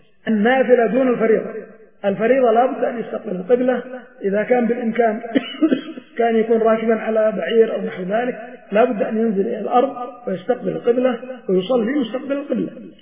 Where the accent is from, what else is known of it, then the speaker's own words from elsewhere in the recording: Yemen; ولكن في مثل بلادنا اليمن مثلا بين المشرق والمغرب قبلة